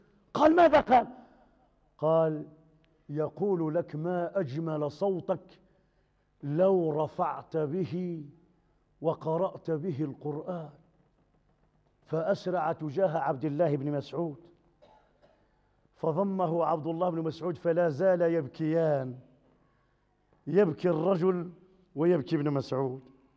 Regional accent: Morocco; عندنا في المغرب دات مليار في 3 سوايع

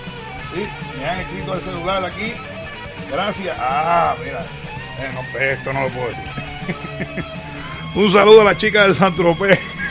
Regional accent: Puerto Rico; Y vamos como 20 puertorriqueños. Vamos a ver si este año le ganamos a los mexicanos.

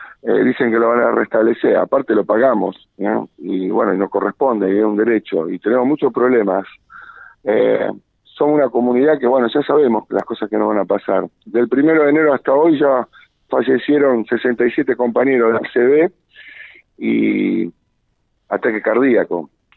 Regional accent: Santa Fe, Argentina; Y bueno, como santafesinos, pongámonos la pila y replanteémonos todo.

